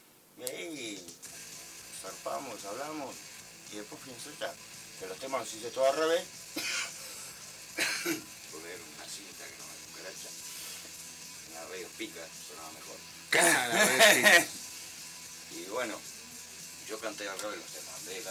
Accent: Buenos Aires, Argentina; Nací en la Boca, pero me crié en la Madriguera hasta los 10 años. Hasta los 10 años vine.

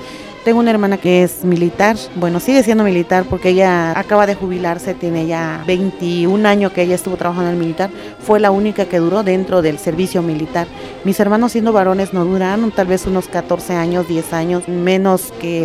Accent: Oaxaca, Mexico; soy originaria de Oaxaca, tengo 39 años, mis padres son indígenas, son campesinos. Soy la quinta de 11 hermanos

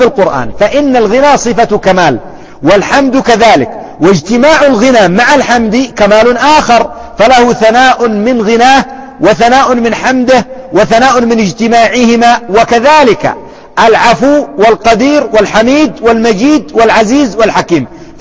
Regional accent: Yemen; على سبيل المثال، شيخ قبيلة عندنا في اليمن

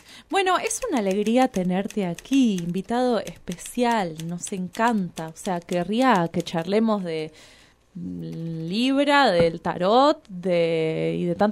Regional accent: Rosario, Santa Fe, Argentina; born there; now in Bariloche, Argentina; Tengo 28 años, nací en Rosario y vivo en Bariloche hace 5 años.

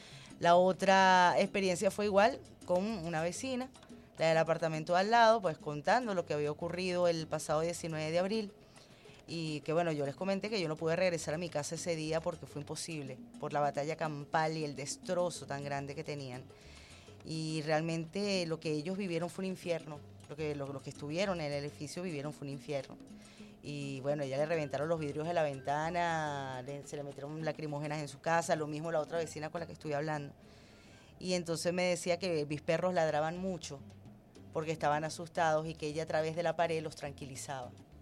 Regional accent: Venezuela; nosotros como venezolanos no debemos vernos como enemigos

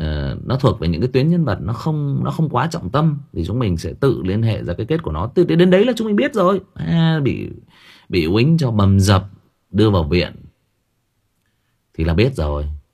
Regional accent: Northern Vietnam, Vietnam; mặc dù tôi là người Bắc, nhưng mà tôi vẫn cứ nói là tôi rất thích cái cách sống của người miền Nam

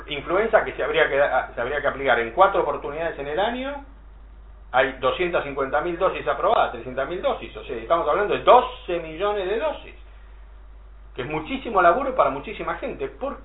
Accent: Argentina; Siempre, si lo queremos cambiar nosotros somos argentinos, no hay ningún cambio.

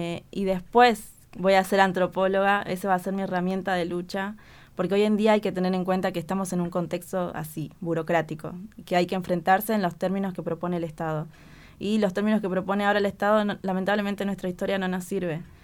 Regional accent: Jujuy, Argentina; born there; todo el tiempo en Jujuy, que es la provincia donde yo nací, hay mucho negacionismo.

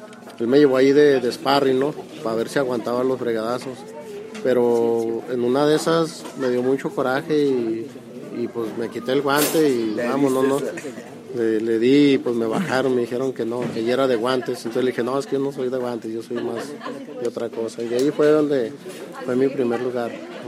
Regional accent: Durango, Mexico; Durango, Durango.

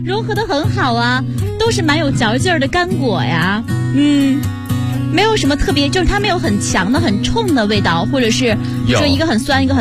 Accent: Zaozhuang, Shandong, China; 因为我不沿海，我山东枣庄人，我们家是不吃米饭的。

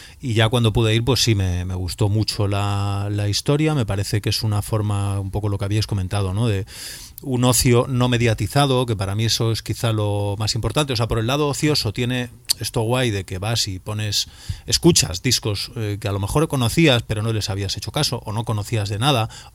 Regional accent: Vigo, Galicia, Spain; como yo soy de Vigo

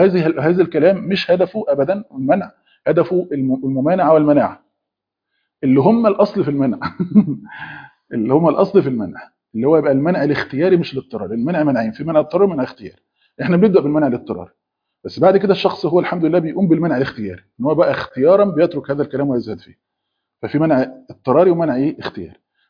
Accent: Egypt; مثلا عندنا في مصر لما حصلت الحاجات اللي هي ما بين ايران وما بين اسرائيل دي

